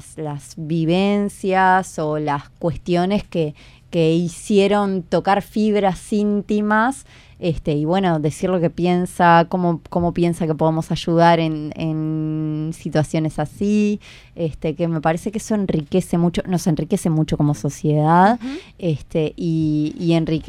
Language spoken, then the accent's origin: Spanish; Montevideo, Uruguay; Yo soy de Montevideo, me había ido cuando quedé embarazada de mi hijo. Estuve trabajando en Mercedes un tiempo y ahora volví hace 2 años.